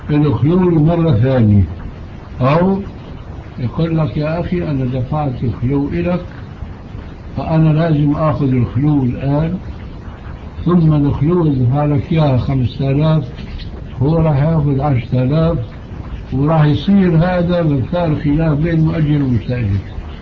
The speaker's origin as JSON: {"language": "Arabic", "country": "Syria", "said": "نحن عندنا في الشام المشكلة قائمة"}